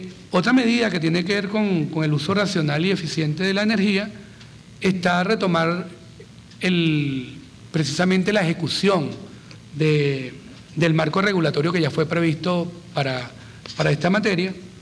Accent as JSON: {"language": "Spanish", "country": "Venezuela", "said": "yo como venezolano me niego a que los estemos importando."}